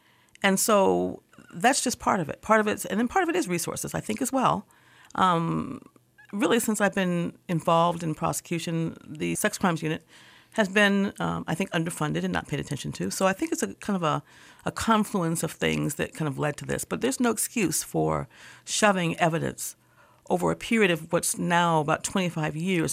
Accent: United States; I think that we are, as an American society, and I can't speak for, you know, I can't really speak beyond Michigan, but I think as an American society, we are very, very free.

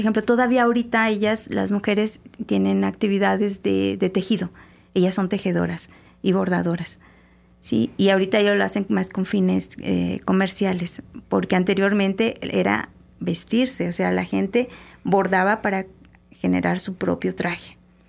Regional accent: Durango, Mexico; yo soy del norte del país, yo soy de Durango, y cuando yo fui a estudiar a la Ciudad de México

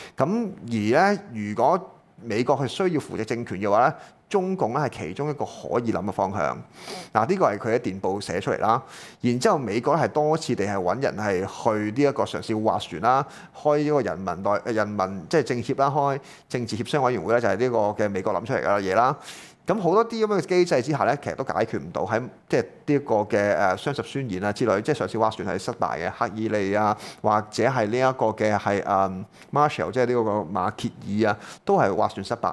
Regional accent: Guangdong, China; 就所以點解我係廣東人啦嚇？

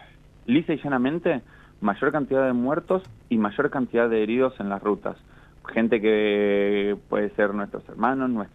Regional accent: Argentina; Como argentino, con muchísima preocupación

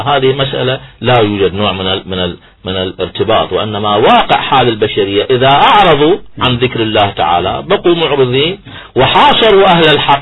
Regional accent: Iraq; اليوم احنا كعراقيين على الساحة مهمتنا الأساسية تدوين دستور

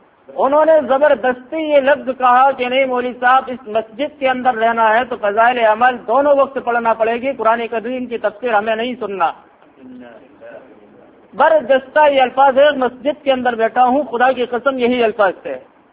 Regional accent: Firozabad, Uttar Pradesh, India; میں فیروز آباد کی سرزمین میں گزشتہ 6 سالوں سے ہوں, فیروز آباد ہی کا رہنے والا ہوں, فیروز آباد ہی کی میری پیدائش ہے اور اب اس وقت فیروز آباد ہی میں کام کر رہا ہوں.

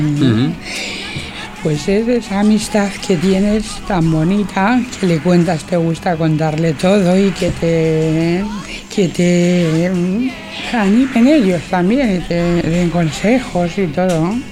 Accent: Almorox, Castilla-La Mancha, Spain; yo soy de Almorós, de la provincia de Toledo

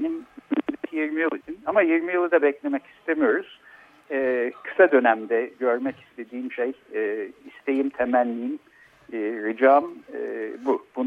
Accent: Ankara, Turkey; Fakat ondan öncesinde ilkokula ve ortaokulun bir kısmına Ankara'da gittim. Ankaralıyız yani o açıdan.

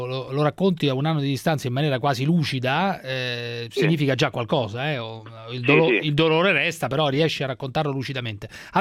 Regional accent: Orvieto, Umbria, Italy; siamo umbri, siamo umbri tutti e due. So che gli umbri sono gente tosta. Io sono di Orvieto, tu di Terni.

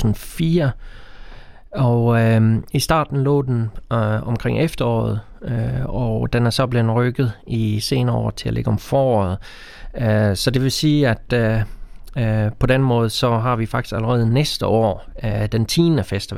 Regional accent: Sweden; Danish is a second language; now in Denmark; fordi jeg er oprindelig fra Sverige nemlig

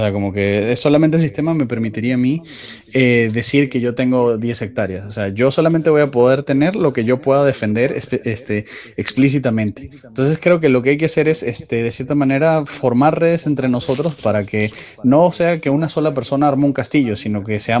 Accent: Venezuela; now in Peru; Yo, la verdad, me da risa que vengo de Venezuela y empieza a pasar lo mismo aquí

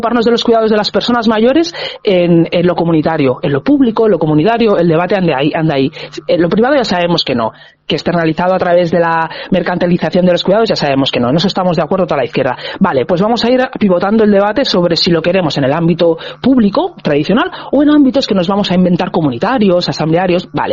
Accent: Catalonia, Spain; Yo vengo de Cataluña

